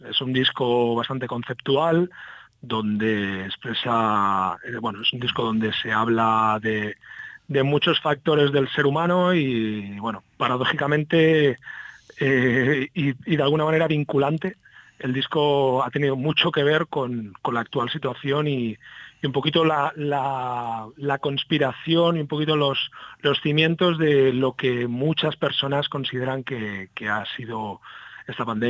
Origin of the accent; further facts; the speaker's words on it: Tarragona, Catalonia, Spain; Sí, parte de la banda sí, y yo estoy en Tarragona. Yo soy de Tarragona.